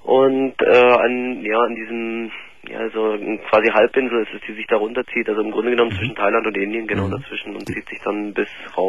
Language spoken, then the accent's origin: German; Germany; Ja, ich bin auch in Deutschland geboren.